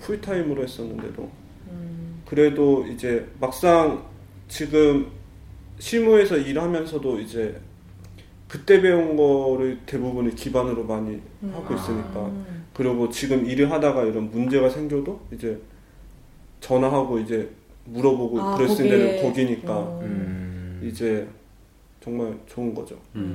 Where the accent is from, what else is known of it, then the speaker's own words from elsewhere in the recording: South Korea; moved away as an adult; now in Germany; 저는 이제 그 한국에서 왔고 이제 다른 문화 배경을 갖고 있어서